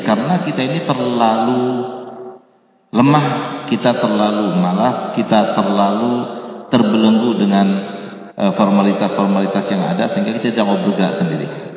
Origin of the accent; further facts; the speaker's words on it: Aceh, Indonesia; walaupun saya orang Aceh, tapi saya tidak mau dikatakan orang desa.